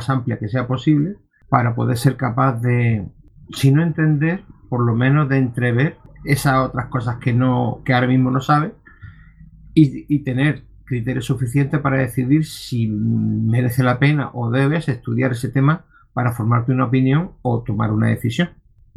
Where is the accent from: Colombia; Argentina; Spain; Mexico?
Spain; Almería, Andalusia; soy de Almería